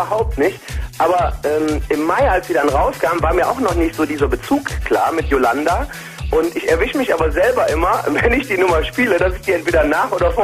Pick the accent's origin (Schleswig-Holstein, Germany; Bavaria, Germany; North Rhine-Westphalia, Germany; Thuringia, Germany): North Rhine-Westphalia, Germany; Also ich bin hier groß geworden, also ich bin wirklich auch hier in der Nähe von Heinsberg aufgewachsen und habe meine Wurzeln hier